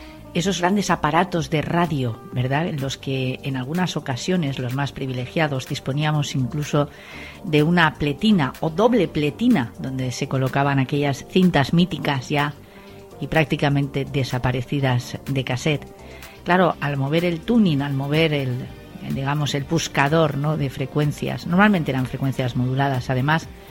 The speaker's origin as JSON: {"language": "Spanish", "town": "Valencia", "region": "Valencian Community", "country": "Spain", "tie": "born or raised there", "said": "una emisora local aquí en Valencia, de donde soy, donde he nacido y donde he desarrollado gran parte de mi carrera profesional"}